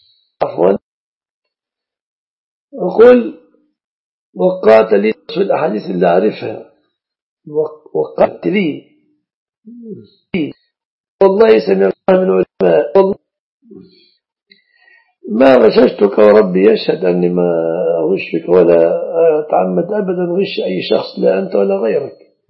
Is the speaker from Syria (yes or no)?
no; Egypt; المصطبة لعل العرب لا يعرفون المصطبة في بلادنا مصر